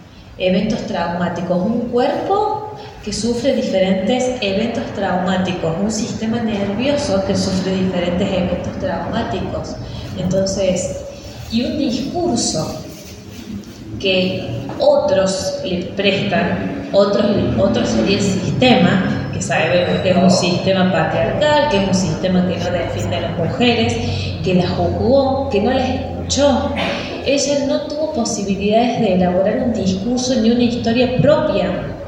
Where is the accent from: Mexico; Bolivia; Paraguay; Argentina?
Argentina; San Carlos Minas, Córdoba; soy de San Carlos Minas, nacida y criada en San Carlos Minas.